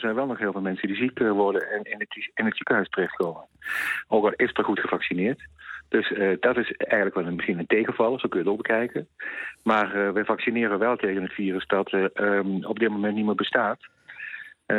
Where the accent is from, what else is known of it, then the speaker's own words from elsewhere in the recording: Kerkrade, Limburg, Netherlands; Ik kom zelf uit Kerkrade als woonclub, dus ik heb ook carnaval gevierd.